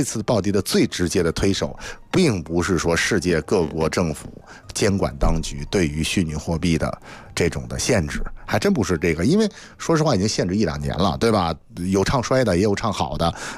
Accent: China

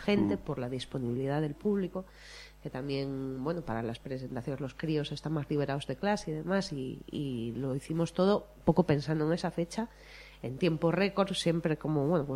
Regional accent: Asturias, Spain; first language Asturian; haciéndolo en asturiano para que ellos sí, claro, sí tengan referencias musicales en nuestra lengua materna.

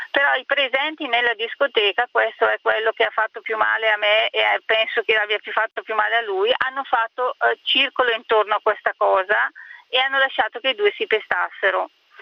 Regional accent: Brescia, Lombardy, Italy; Allora, noi siamo di Brescia

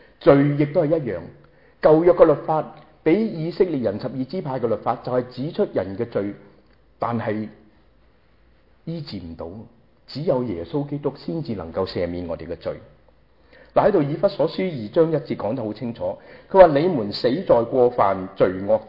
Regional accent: Guangdong, China; 学我们广东人话斋

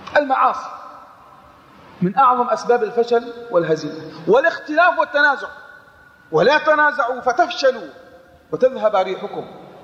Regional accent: Yemen; عندنا في اليمن مثلا

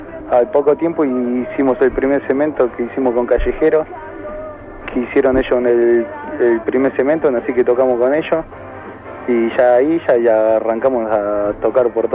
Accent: La Ferrera, Córdoba, Argentina; Nosotros somos de acá, de La Ferrera

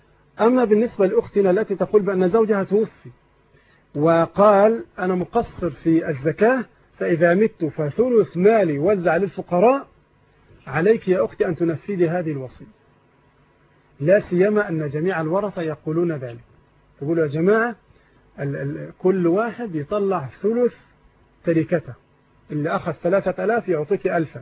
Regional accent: Egypt

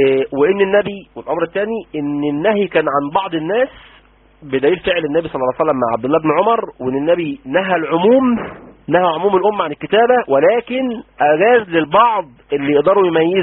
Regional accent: Egypt; ده كلام مفاطل اللي بنقوله عندنا في مصر

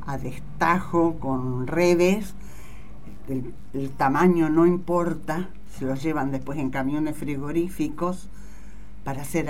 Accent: Romang, Santa Fe, Argentina; also born or lived in Buenos Aires; me crié, viví mi niñez, mi juventud en Román. Pueblo ahora está hermoso. Era hermoso antes porque era el pueblo que quería

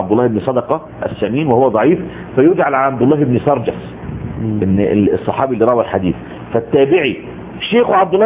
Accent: Egypt; وكان قديما عندنا في مصر ويسمى علم الوجادة

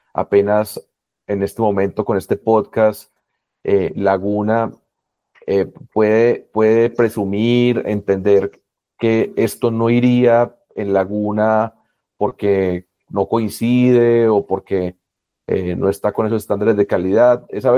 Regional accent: Colombia; porque somos colombianos y colombianas, la mayoría

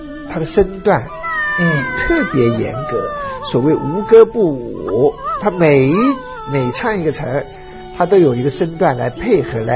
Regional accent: China; 我们中国人对诗是很着迷的

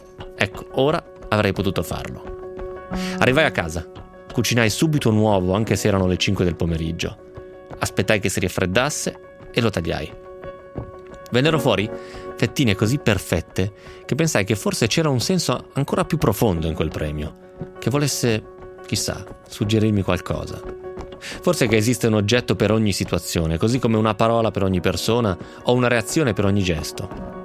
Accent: Romentino, Piedmont, Italy; Io l'avevo vinto a un banco di beneficenza a Romentino, al mio paese.

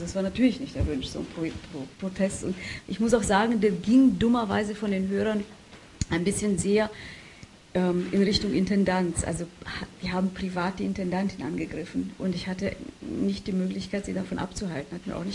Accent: Romania; war meine Heimatstadt Rumänien, in Rumänien europäische Kulturhauptstadt.

